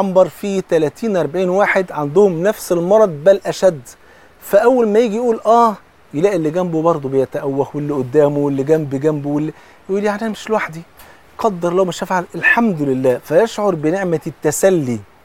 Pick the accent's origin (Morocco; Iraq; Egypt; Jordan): Egypt; حتى زي بيقولوا في المثل كده عندنا في مصر، بصلة المحب خروف.